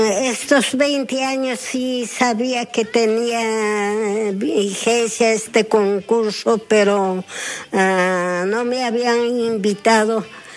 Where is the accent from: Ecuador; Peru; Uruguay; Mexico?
Peru; Ollantaytambo, Cusco; Sí, yo soy de allá, de Ollantaytambo, que yo nací allí.